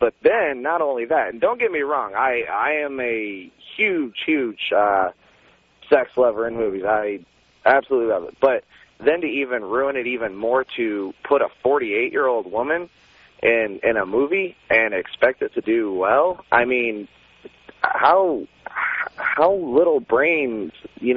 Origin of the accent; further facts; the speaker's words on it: Indiana, United States; moved away; I'm from Indiana originally. I moved out here over a year ago, just started listening to your show, just caught it, and I love it.